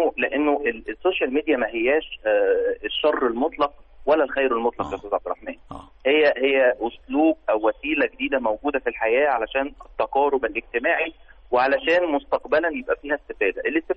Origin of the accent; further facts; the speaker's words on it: Egypt; وده كمان بيلقلنا الفكرة إنه إحنا كمصريين بنعتز جدا بالهوية بتاعتنا.